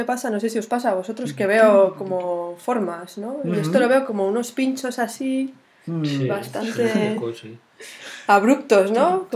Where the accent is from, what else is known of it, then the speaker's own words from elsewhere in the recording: Catalonia, Spain; somos de Lleida, de un pueblo de Lleida, y nos íbamos a Barcelona a comprar discos